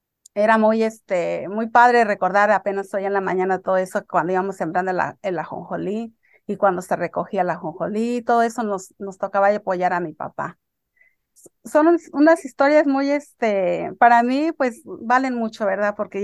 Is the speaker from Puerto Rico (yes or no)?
no; Michoacán, Mexico; born there; Y pues yo nací en Michoacán, en el estado de Michoacán, en un ranchito muy apartado que ya desapareció.